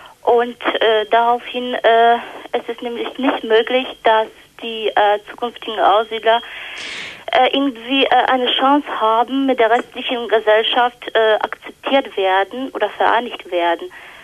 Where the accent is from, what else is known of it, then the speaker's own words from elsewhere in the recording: Poland; now in Germany; Aus Polen.